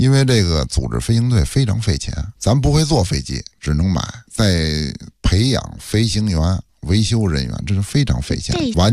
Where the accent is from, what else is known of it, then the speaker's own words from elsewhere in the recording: Beijing, China; accent: old Beijing; 咱们北京人呢说惯了。